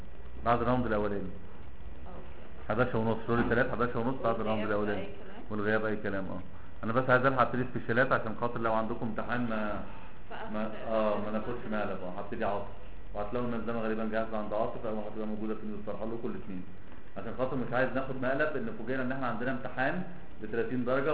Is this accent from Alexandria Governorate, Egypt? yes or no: yes; Alexandria, Alexandria Governorate, Egypt; now in Cairo, Egypt; احنا اساسا من اسكندرية انا عايش في القاهرة